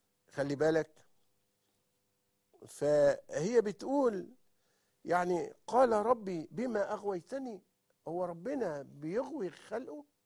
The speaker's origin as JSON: {"language": "Arabic", "country": "Egypt", "said": "ولكن بمثل شائع جدا عارفينه عندنا في مصر"}